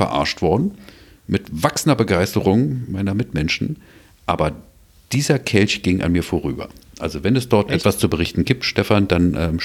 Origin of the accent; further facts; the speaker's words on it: Berlin, Germany; als Berliner